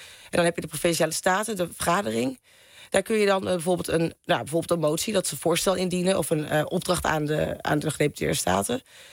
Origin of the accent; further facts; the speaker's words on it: North Holland, Netherlands; Ja, ik ben ook een Noord-Hollander.